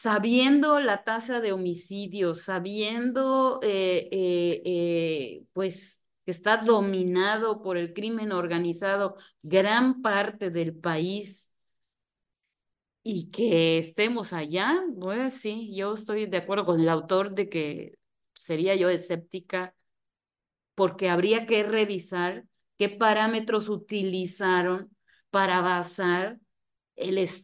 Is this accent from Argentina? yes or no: no; Mexico; no son tan amigueros como somos los mexicanos